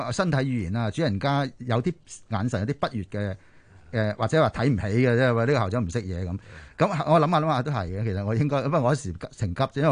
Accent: China; 所以我哋中国人食饭呢由细到大呢都係一定要攞碗要攞起个碗嘅

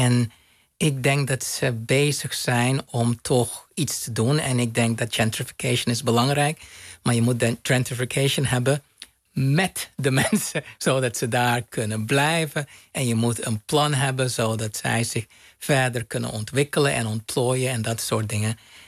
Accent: Aruba; Het was goed. Ik heb genoten van mijn jeugd op Aruba.

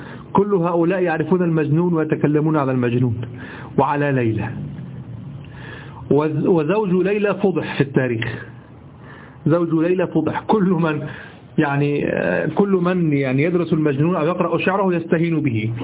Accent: Egypt; ما نستعمله نحن في دارجتنا المصرية

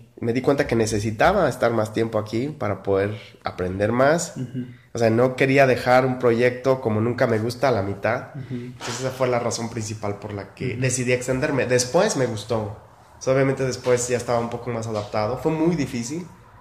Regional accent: Valparaíso, Zacatecas, Mexico; born there; yo nací en Valparaíso, y es la tradición migratoria

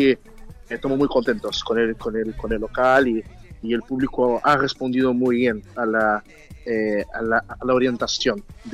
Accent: São Paulo, Brazil; Spanish is a second language; No, yo soy de Brasil, São Paulo.

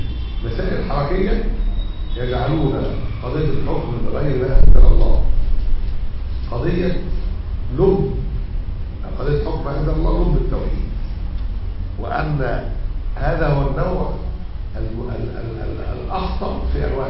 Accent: Egypt; يعني مسألة الأحداث الأخيرة اللي عندنا في مصر

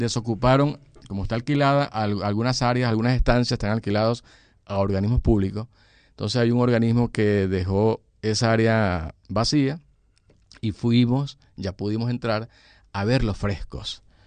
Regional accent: Guasdualito, Apure, Venezuela; Yo soy de Guasdualito y de Guasdualito a San Fernando de Apure hay todo un río, hay todo un mar de sabana

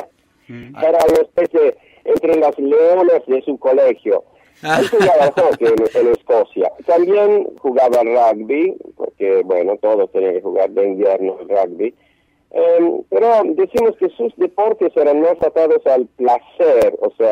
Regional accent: Rome, Lazio, Italy; Spanish is a second language; Cuando yo y Luca nacimos y crecimos en Roma

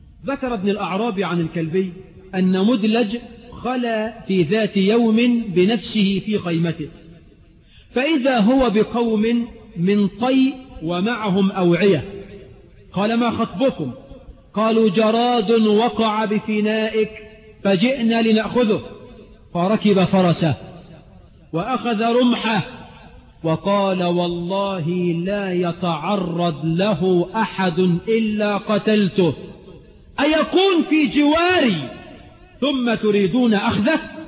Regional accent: Egypt; وأن يجعل بلدنا مصر آمنة مطمئنة سخاء رخاء

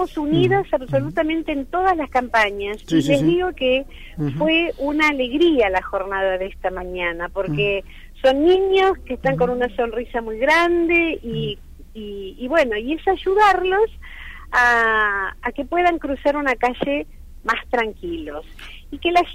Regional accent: Buenos Aires, Argentina; yo, que soy de la Ciudad Autónoma de Buenos Aires

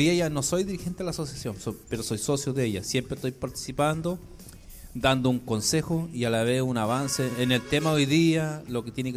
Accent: Araucanía, Chile; yo vengo de la zona del Budi

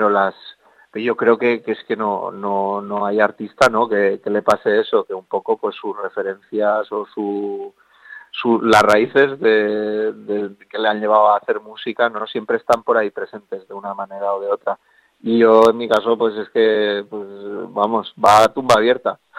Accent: Villafranca del Cid, Valencian Community, Spain; Pues lo tengo ahí en mi pueblo, en Villafranca del Cid, que es aquí en la provincia de Castellón.

